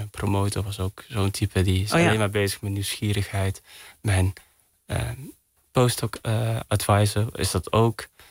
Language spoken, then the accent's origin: Dutch; Netherlands; born there; Ik ben hier geboren. Ja. Maar mijn ouders niet.